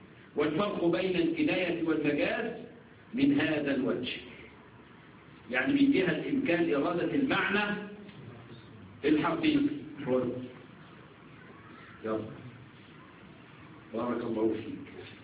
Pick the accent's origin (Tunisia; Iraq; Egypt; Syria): Egypt; عندنا في مصر يقول لك يا البني ادم ده انتخ.